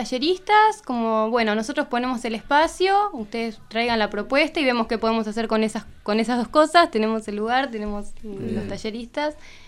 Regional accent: La Pampa, Argentina; nosotras somos de La Pampa y nos criamos en un campito, medias, en una chacra, apartadas de todo

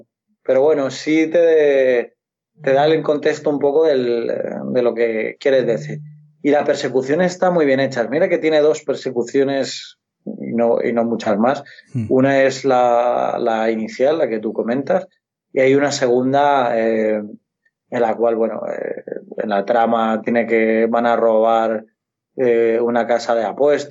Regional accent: Community of Madrid, Spain; yo que soy madrileño

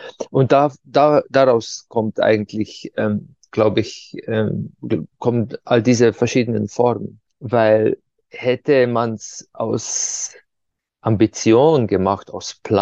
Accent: Ptuj, Slovenia; die bei uns in der Stadt, wo ich herkomme, Ptuja, ja, bei Fastnacht, den Winter vertreibt.

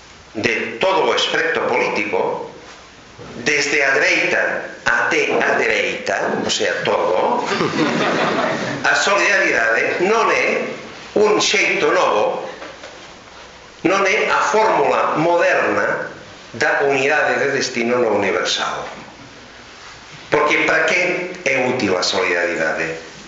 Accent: Catalonia, Spain; Galician is a second language; porque eu son catalán.

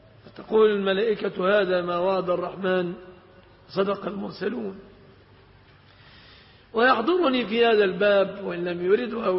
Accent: Egypt; إذا انشغلنا في بلادنا مصر بمصانع الشيبسي

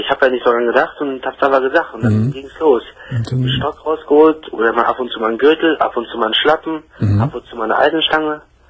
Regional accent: Germany; born there; Ich bin hier geboren in Deutschland, ja.

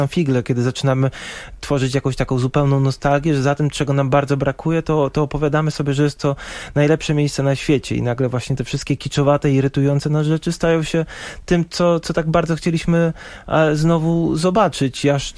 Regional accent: Warsaw, Masovian Voivodeship, Poland; Mimo, że urodziłem się w Warszawie, spędziłem tu większość życia, to nie czuję się też jakoś bardzo przywiązany.

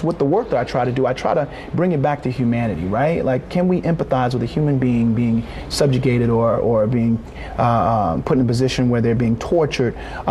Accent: Norfolk, Virginia, United States; You know, I grew up in Norfolk, Virginia, about 42 miles east of Southampton County, where the revolt happened.

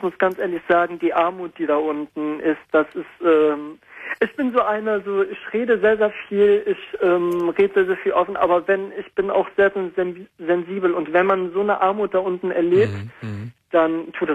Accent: Iran; Und der kam halt direkt aus dem Ort, wo ich aufgewachsen bin. Also ich bin ja fast jedes Jahr eigentlich in den Iran gereist.

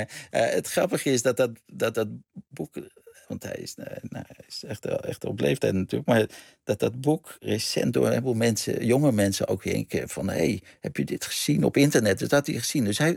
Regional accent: Amsterdam, North Holland, Netherlands; born there; also born or lived in Groningen; Ik ben in Amsterdam geboren. En op een gegeven moment zijn ze naar Groningen gegaan.

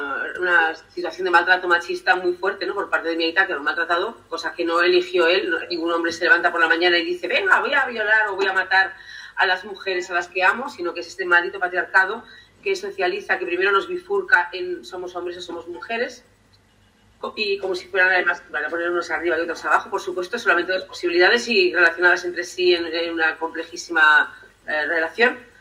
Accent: San Sebastián, Basque Country, Spain; born there; also born or lived in Errenteria; Pero yo nací en Donosti. Pero yo siempre que nací en Rentería, porque me considero que tiene mucho más que ver con mi biografía.

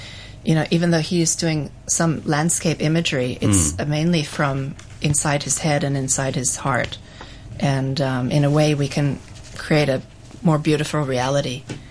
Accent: Hong Kong; I grew up in Hong Kong

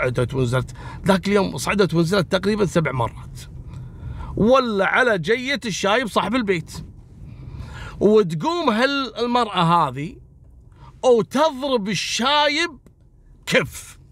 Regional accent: Kuwait; في منطقة العديلية عندنا في الكويت

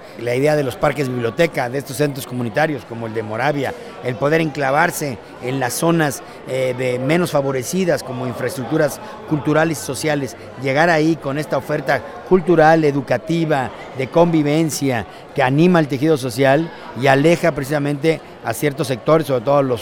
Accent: Mexico City, Mexico; soy arquitecto, vengo de la Ciudad de México y actualmente estoy encargado del desarrollo urbano y de la vivienda en la Ciudad de México.

